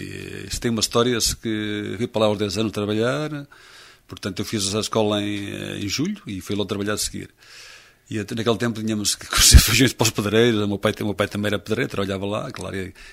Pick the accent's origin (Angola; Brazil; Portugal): Portugal; Nogueira do Cravo; eu nasci a 11 de novembro de 1948, nasci em Nogueira do Cravo, segundo dizia a minha mãe, claramente, e é verdade. E, portanto, foi essa a minha terra